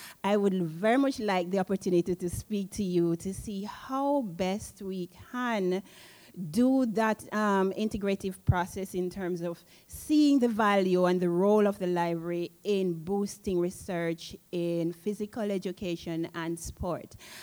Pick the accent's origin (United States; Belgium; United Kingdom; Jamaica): Jamaica; I am from Jamaica.